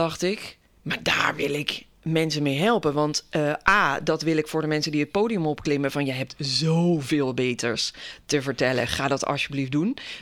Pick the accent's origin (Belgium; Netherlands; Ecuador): Netherlands; North Brabant; Ik kom uit Brabant en dan nam ik de trein naar Nijmegen bijvoorbeeld.